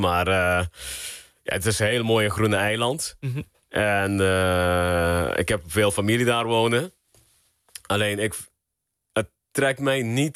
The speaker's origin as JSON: {"language": "Dutch", "country": "Aruba", "tie": "born or raised there", "also_born_or_lived": "Curaçao", "said": "ik ben geboren op Aruba. Ik heb 6 jaar op Curaçao gewoond. En uiteindelijk ben ik... ik denk een stuk of 15 jaar op Aruba."}